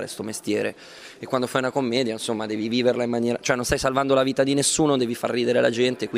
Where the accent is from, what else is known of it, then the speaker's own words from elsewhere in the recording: Milan, Lombardy, Italy; perché poi io sono milanese e mi rifaccio anche a quella tradizione lì, perché appunto è quello che mi piace, quello con cui sono cresciuto